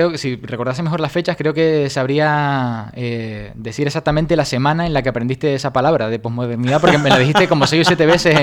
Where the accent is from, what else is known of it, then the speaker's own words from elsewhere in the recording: Canary Islands, Spain; accent: Canarian; No sabéis interpretar mi acento canario.